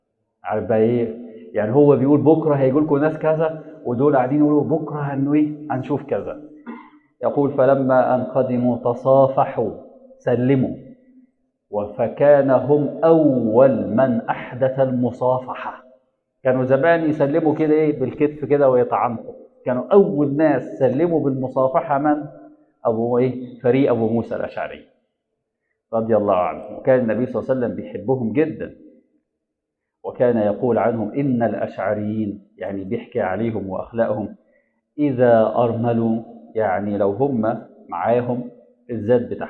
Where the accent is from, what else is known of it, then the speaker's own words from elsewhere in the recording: Egypt; وفي ناس في المدينه المنوره وفي ناس عندنا في مصر ما عرفوش اللي حصل